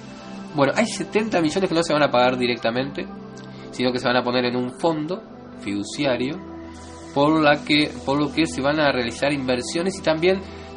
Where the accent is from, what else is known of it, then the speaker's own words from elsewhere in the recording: Uruguay; Como uruguayo me siento en falta.